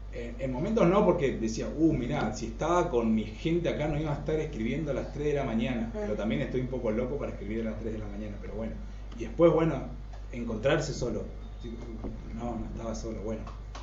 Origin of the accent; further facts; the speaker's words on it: Jardín América, Misiones, Argentina; porque soy de Jardín América y mis padres y mis abuelos fueron socios productores de la cooperativa.